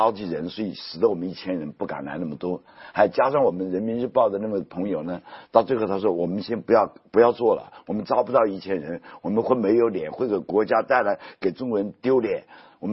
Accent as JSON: {"language": "Chinese", "country": "Japan", "said": "因为我是日本人，对吧？"}